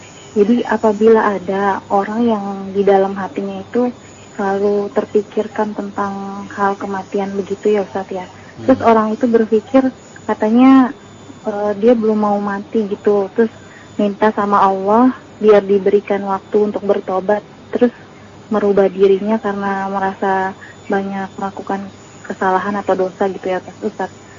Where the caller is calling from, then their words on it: Jakarta, Indonesia; saya dari Jakarta